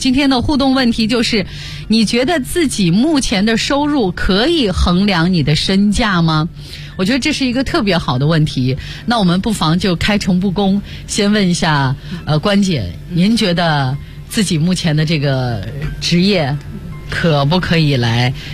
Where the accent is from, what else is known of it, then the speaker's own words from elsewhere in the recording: China; 因为按照我们中国人传统的习俗嘛